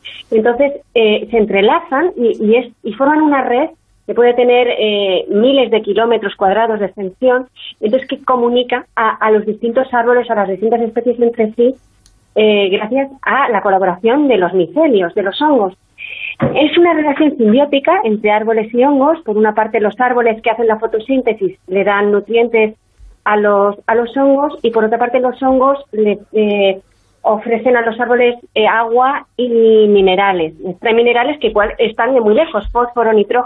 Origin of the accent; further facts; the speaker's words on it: Quebec, Canada; yo nací en Canadá y entonces yo soy hija de padres de padres españoles que estaban en Canadá.